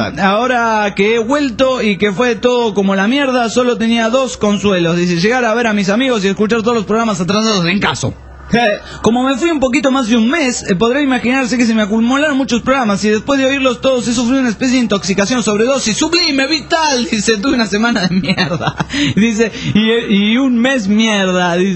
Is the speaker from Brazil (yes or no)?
yes; Brazil; Spanish is a second language; soy de Brasil. Estoy oyendo a radio en este momento